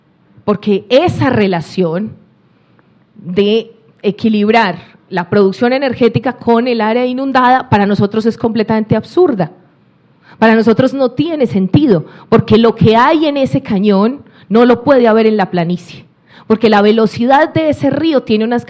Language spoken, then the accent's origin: Spanish; Colombia; en el río Cauca, en el cañón del río Cauca de donde vengo, que es un cañón muy profundo, muy inclinado, muy bello para nosotros